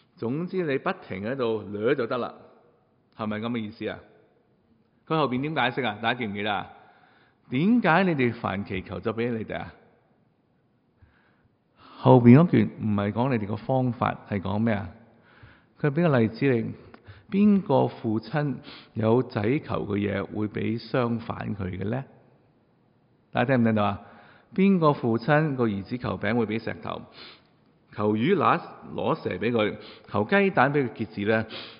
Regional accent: China; 因为我哋中国人觉得呢个系叫客气

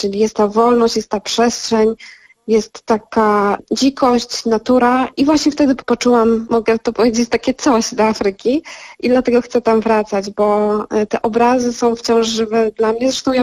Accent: Zakopane, Lesser Poland, Poland; ja wychowałam się i urodziłam się w Zakopanem i od małego pamiętam, jak rodzice wyciągali mnie i mojego brata w góry

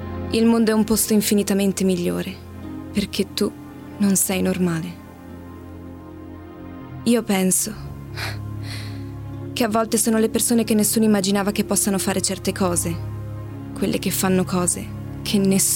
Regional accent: Padua, Veneto, Italy

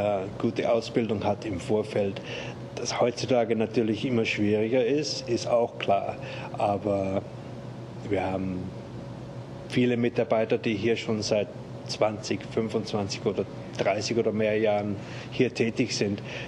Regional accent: Austria; now in Germany; In Österreich, wo ich herkomme, ich war gerade letzten Sommer bei meiner Familie zu Hause

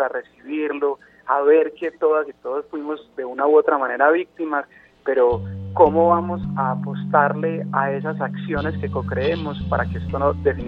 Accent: Colombia; es el momento que tenemos que ponernos a prueba como colombianos y como colombianas

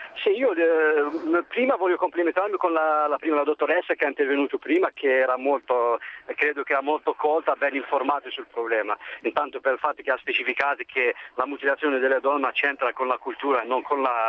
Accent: Algeria; Io da algerino adesso non so...

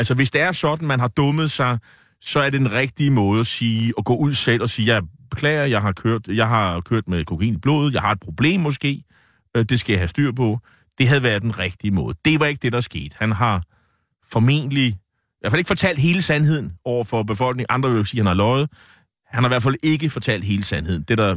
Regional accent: Nexø, Capital Region of Denmark, Denmark; min gamle hjemby, Nexø på Bornholm.

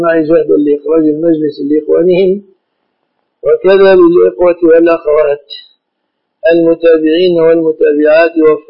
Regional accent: Egypt; في بلادنا مصر الشبكة من الصداق

